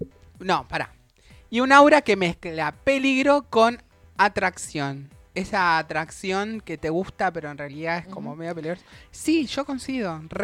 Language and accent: Spanish; La Plata, Buenos Aires Province, Argentina; also born or lived in Misiones; Yo nací acá en La Plata, nos mudamos a Misiones. Vivimos en Misiones, nos mudamos de vuelta acá a La Plata.